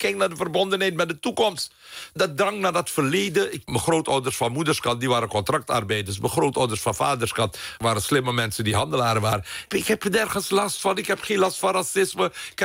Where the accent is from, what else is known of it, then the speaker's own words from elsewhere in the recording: Suriname; Ik ben opgegroeid in Suriname waar racisme gewoon normaal was.